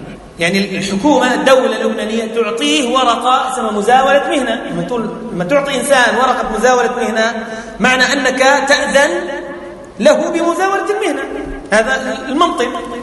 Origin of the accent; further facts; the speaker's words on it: Palestine; قلت له أنا فلسطيني وما بحق إلا أطلع دفتر عمومي